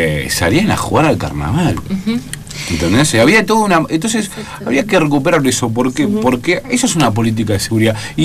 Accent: Buenos Aires Province, Argentina; yo que vengo de la provincia de Buenos Aires, la provincia de Buenos Aires, ¿no?

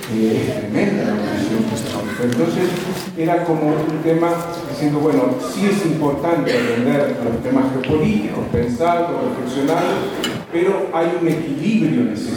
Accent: Uruguay; porque yo soy uruguayo

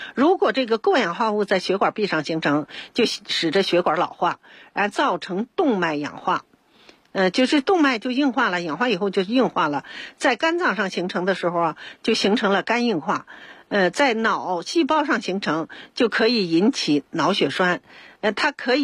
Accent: Beijing, China; 咱们北京人

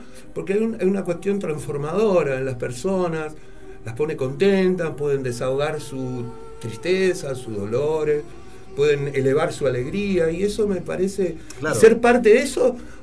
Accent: Argentina; Nosotros somos, los argentinos somos como una mezcla muy rara

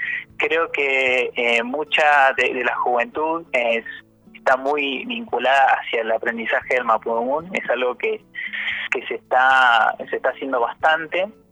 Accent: Bariloche, Río Negro, Argentina; yo por lo menos soy de Fuiloche, de Bariloche, estudio en Neuquén, pero soy de acá

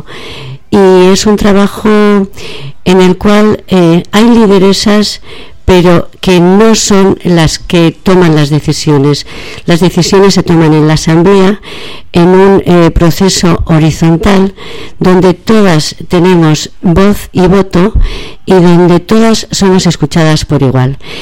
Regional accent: Bilbao, Basque Country, Spain; yo soy una mujer de Bilbao

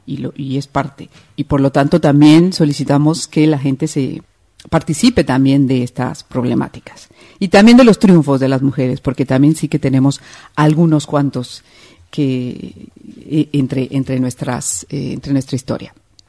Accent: Madrid, Community of Madrid, Spain; como nosotras venimos de Madrid

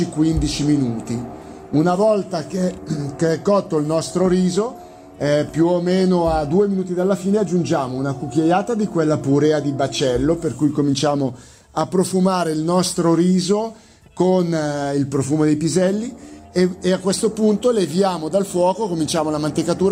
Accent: Lombardy, Italy; Io uso un carnaroli perché sono lombardo.

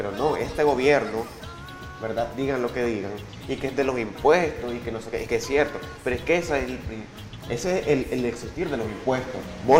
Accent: Bluefields, South Caribbean Coast Autonomous Region, Nicaragua; te comento de que provengo de Bluefields, mi querido Bluefields.

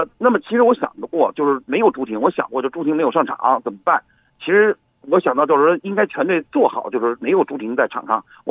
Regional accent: China; 作为中国人球迷来讲

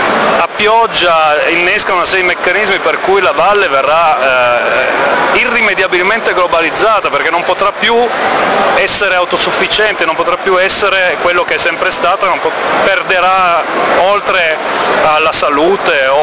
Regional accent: Piedmont, Italy; soprattutto per noi che veniamo dal Piemonte

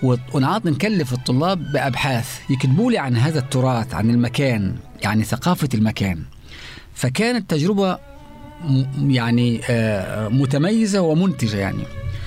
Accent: Egypt; أنا كمثقف مصري مثلا يعني، ولكن انتمائي وجذوري وتواصلي مع أهلي قبيلة براحصة في جبل الخضر في ليبيا وأيضا في مصر

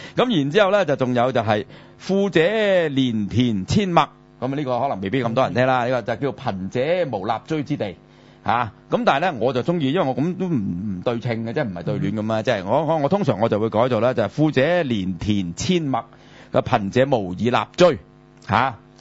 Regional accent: China; 這個我哋中國人啊

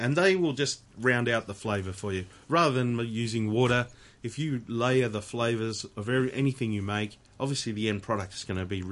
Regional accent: England, United Kingdom; I'm English.

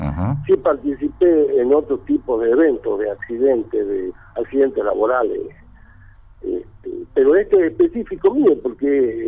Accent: Tartagal, Salta, Argentina; Yo también soy del mismo pueblo, somos de Tartagal

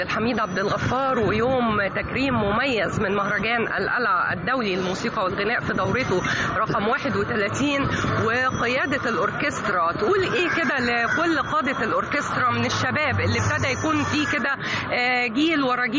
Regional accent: Egypt; وكلنا تعلقنا بيه كمصريين وكعرب

